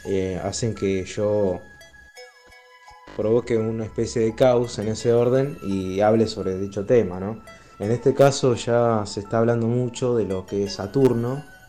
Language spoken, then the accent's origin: Spanish; Rosario, Santa Fe, Argentina; de Rosario